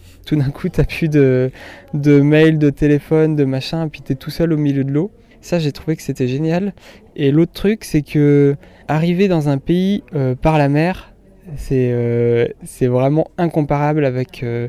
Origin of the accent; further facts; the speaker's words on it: Brittany, France; alors je suis breton